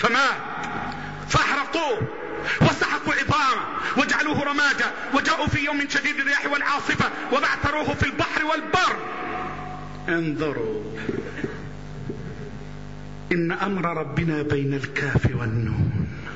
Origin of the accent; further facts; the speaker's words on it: Egypt; اللهم احفظ بلدنا مصر